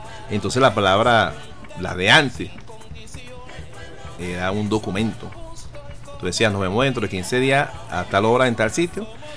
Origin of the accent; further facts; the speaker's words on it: Caracas, Capital District, Venezuela; Yo no me crié en un pueblo oyendo música parrandeando ni nada de eso. Yo soy nacido y criado en Caracas